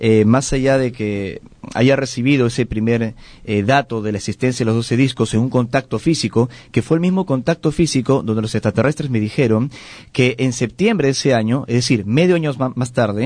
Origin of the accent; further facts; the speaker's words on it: Peru; tiene hoy 40 años, pero de los 14 años he venido viviendo experiencias relacionadas a lo extraterrestre en mi país de origen, en el Perú.